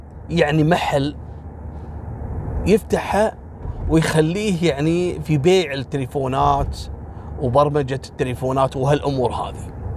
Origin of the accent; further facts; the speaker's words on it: Kuwait; وهو غالي ومعروف عندنا في الكويت